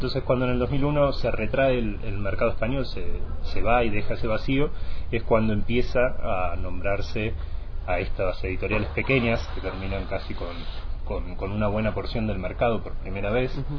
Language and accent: Spanish; Argentina; now in Quito, Ecuador; yo, siendo de origen argentino, recién hace unos año y medio que vivo aquí en Quito